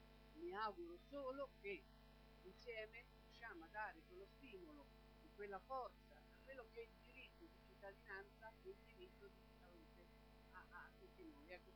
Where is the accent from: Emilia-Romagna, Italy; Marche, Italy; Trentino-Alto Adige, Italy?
Marche, Italy; Ancona; e sono di Ancona.